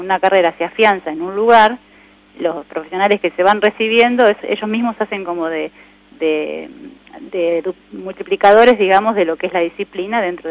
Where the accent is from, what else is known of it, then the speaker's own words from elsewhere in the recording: Buenos Aires, Argentina; now in Olavarría, Argentina; yo soy de Buenos Aires y hace muchos años ya vivo acá en Olavarría, hace 14 años